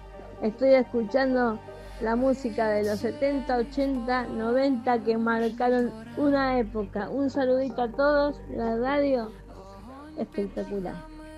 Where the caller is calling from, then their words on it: Quilmes, Buenos Aires Province, Argentina; de Quilmes